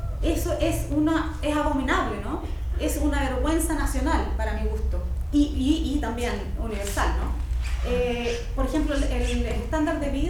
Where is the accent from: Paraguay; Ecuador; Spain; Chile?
Chile; moved away; una de las cosas que hice al principio fue como afirmar mi posición como chilena, como latinoamericana, en un contexto en que no, la gente no sabe